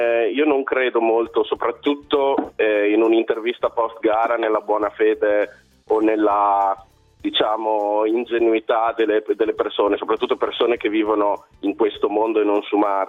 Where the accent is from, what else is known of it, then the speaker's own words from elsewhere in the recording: Modena, Emilia-Romagna, Italy; è di origine brasiliana, ma sono modenese.